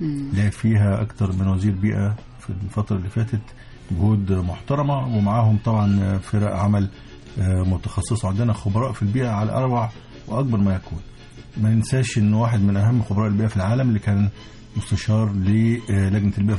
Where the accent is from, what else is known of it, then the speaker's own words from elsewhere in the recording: Egypt; قلنا أن المؤتمر هيبقى عندنا في مصر